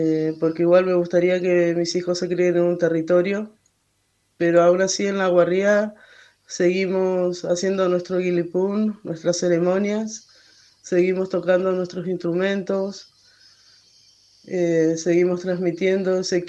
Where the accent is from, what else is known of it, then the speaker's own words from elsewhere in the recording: Santa Cruz, Argentina; also born or lived in Esquel; now in Caleta Olivia, Argentina; soy Mapuche Somó. Nací en Esquel. Toda mi familia es de Esquel, pero bueno, nos tocó criarnos en Santa Cruz, en un pueblito. Ahora vivo en Caleta Olivia con mis 4 hijos.